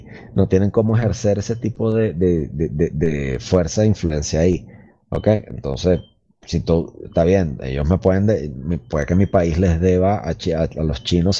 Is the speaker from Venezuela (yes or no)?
yes; Venezuela; solo en Venezuela, en mi país, China tiene alrededor de 70 mil millones de dólares